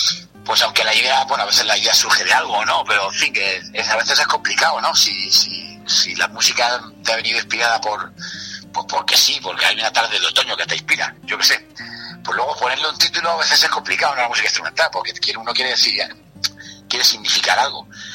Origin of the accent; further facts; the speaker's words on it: Granada, Andalusia, Spain; born there; yo nací en Granada pues por esa cuestión puramente casual, ¿no? De que mi padre decidió venirse aquí a trabajar y al final se quedó aquí. Pero toda mi familia, todos mis ancestros son de eso, del norte de Cáceres, sur de Salamanca